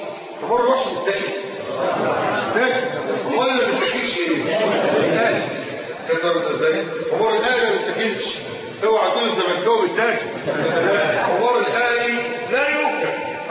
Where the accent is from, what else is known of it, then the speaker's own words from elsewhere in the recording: Egypt; اللي احنا بنسميه مصري الزعبوط